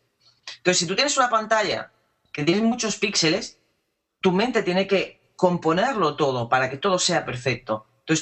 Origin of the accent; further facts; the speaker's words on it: Andalusia, Spain; sobre todo yo que soy andaluza, soy muy vaga